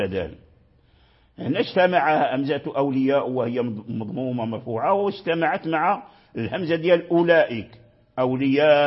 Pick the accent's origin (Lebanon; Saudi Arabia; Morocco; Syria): Morocco; يقرأها بالهاء خالصة عندنا في المغرب